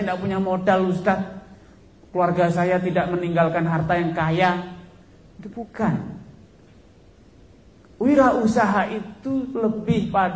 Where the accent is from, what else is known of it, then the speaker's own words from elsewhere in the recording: West Nusa Tenggara, Indonesia; moved away; dia saya orang Lombok. Tapi kan kita ada kesamaan, perantau, pendatang